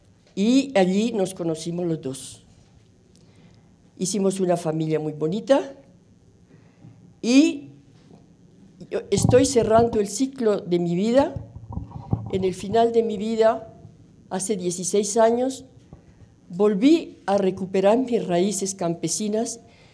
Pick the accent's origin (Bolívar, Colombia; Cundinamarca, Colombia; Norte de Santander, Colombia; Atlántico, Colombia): Cundinamarca, Colombia; Zipaquirá; also born or lived in France; yo nací en Zipaquirá, me crié en la vereda de Pajarito, viví con todos los animales posibles, gatos, marranos, vacas, chivos, perros, gatos, etc.